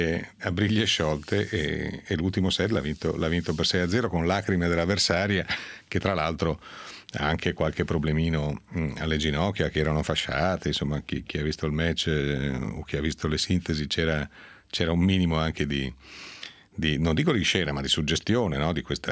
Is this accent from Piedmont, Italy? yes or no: yes; Piedmont, Italy; come si dice dalle mie parti, nel basso Piemonte.